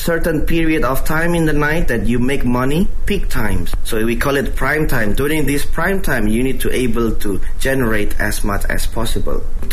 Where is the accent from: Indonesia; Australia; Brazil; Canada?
Indonesia; born or raised there